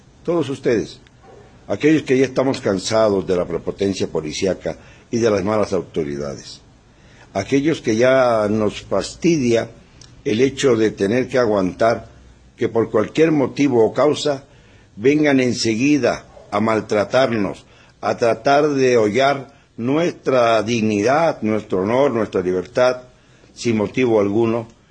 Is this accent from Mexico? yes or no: yes; Mexico; Somos nosotros, los mexicanos, los que tenemos que hacer el papel de mandantes